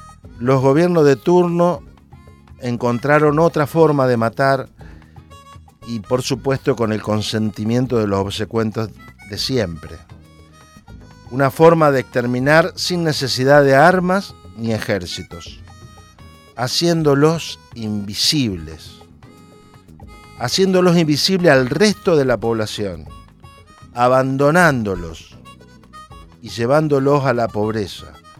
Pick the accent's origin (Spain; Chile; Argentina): Argentina; me hizo reflexionar sobre el hecho de que en mi país apareció el cuerpo sin vida